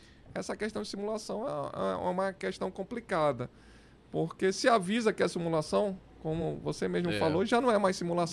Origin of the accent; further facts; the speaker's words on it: Brazil; Primeiro, eu sou brasileiro, né?